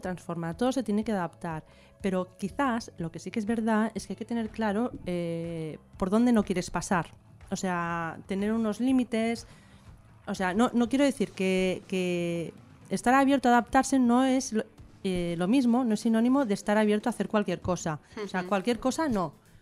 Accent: Barcelona, Catalonia, Spain; porque yo soy de Barcelona, soy bilingüe, entonces pues, y aparte he colaborado en muchas revistas en catalán

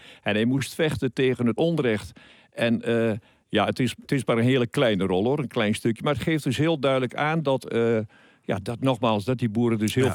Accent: Oldenzaal, Overijssel, Netherlands; Nee, ik ben van geboorte een Oldenzaler. Ik kom uit Boeskoolstad.

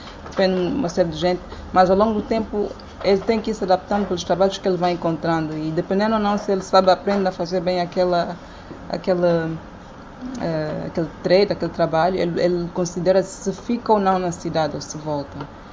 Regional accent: Cabinda, Angola; eu sou de Cabinda, então eu tenho mesmo gostado de campo

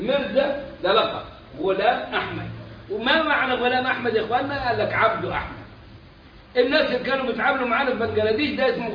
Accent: Egypt; في بلاد العرب عندنا احنا كمصريين نعرفها موجوده كثيرا

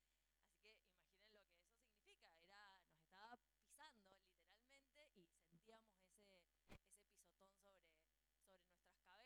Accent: Mendoza, Argentina; nosotros somos de Mendoza, hacíamos movidas en Mendoza

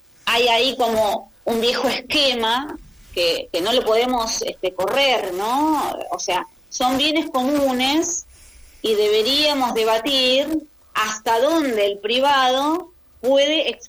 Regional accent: Argentina; qué escenario dejaría para nosotros como argentinos, ¿no?

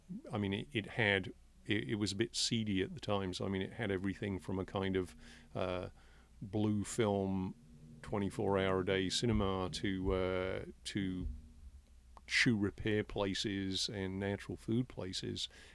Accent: England, United Kingdom; also born or lived in Wales; I grew up in England and Wales.

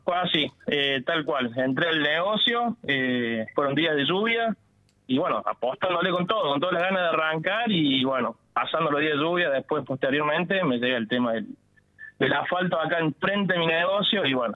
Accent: Villa Allende, Córdoba, Argentina; soy de Villa Allende toda la vida. Me crié acá, lo conozco a toda la gente de acá, así que nada, siempre me gustó, no quiero moverme de Villa Allende porque me gusta demasiado.

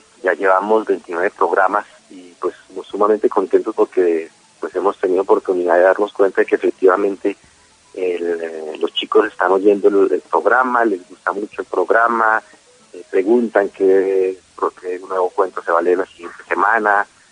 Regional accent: Pacho, Cundinamarca, Colombia; yo soy de Pacho, mi familia es oriunda de allá, pues por muchas generaciones.

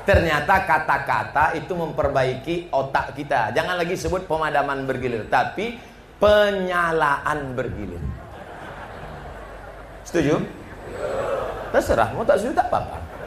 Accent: Sumatra, Indonesia; Sadarlah orang bahwa kita dari Sumatera ini bersuara keras bukan karena radikal, tapi karena memang di Sumatera ini kan gunung, angin kencang.

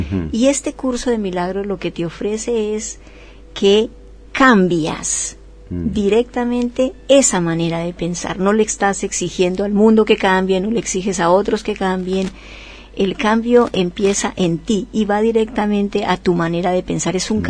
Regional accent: Colombia; soy de Colombia, pero en realidad ya soy una ciudadana universal.

